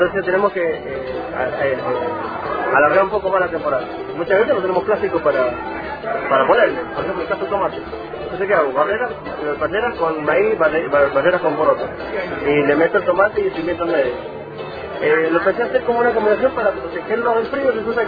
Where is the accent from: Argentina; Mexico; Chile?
Argentina; Valle de Uco, Mendoza; vengo de Valleduco, es el centro de Mendoza, un valle.